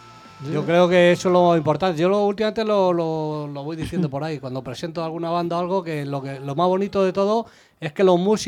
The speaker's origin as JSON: {"language": "Spanish", "town": "Madrid", "region": "Community of Madrid", "country": "Spain", "also_born_or_lived": "Móstoles", "said": "yo soy de Vallecas, que yo no sé. Hablo así."}